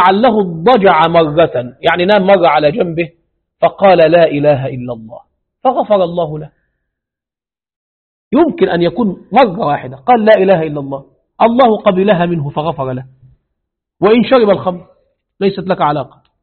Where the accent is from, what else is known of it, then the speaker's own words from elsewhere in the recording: Egypt; now in Kazakhstan; عندنا في مصر يفعلون هذا